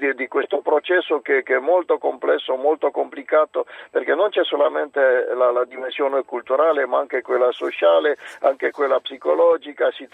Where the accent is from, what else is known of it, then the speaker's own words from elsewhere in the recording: Transylvania, Romania; Italian is a second language; now in Italy; vengo di un paese dove si parlano 20 lingue, oltre il romeno come lingua ufficiale, la mia regione d'origine, Transilvania, è un multilinguismo da secoli. Nella mia città ci sono 6 comunità, io sono cresciuto in 3 lingue